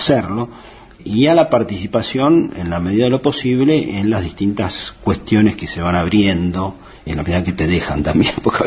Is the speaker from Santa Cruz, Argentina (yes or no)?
no; San Martín, Buenos Aires Province, Argentina; born there; En realidad yo nací en San Martín, provincia de Buenos Aires. Y de ahí, cuando me casé, por primera vez, vine a vivir en Almagro. Después de ahí, tuve... Caminé por el mundo.